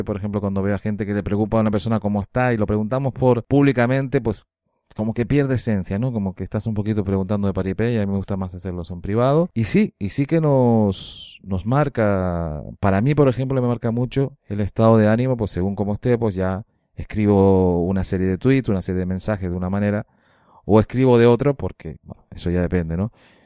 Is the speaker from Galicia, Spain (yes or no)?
no; Canary Islands, Spain; Yo que soy canario me cuesta más apurar esa S.